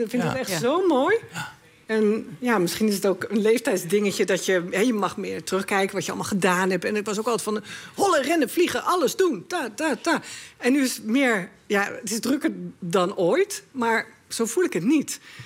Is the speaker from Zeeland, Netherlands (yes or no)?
yes; Goes, Zeeland, Netherlands; moved away; helaas verhuisde ik toen van Goes, ik kom uit Zeeland, naar Scherpenzeel.